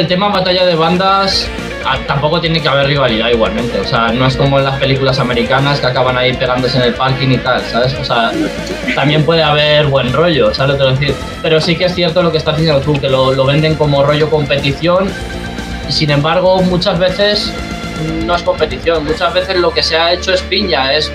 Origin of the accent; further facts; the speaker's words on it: Valencia, Valencian Community, Spain; now in Madrid, Spain; O sea, yo soy de Valencia, conozco un montón de grupos valencianos